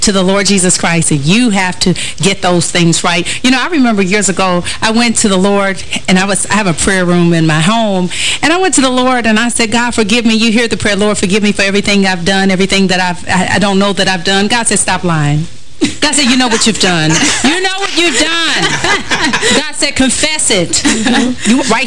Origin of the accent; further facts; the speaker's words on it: Detroit, Michigan, United States; I'm from Detroit. And I love Detroit. We're great.